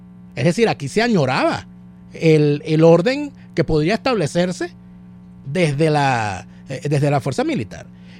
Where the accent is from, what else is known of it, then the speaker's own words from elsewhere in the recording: Venezuela; aquí en Venezuela, si en algo hemos sido nosotros como sociedad, como venezolanos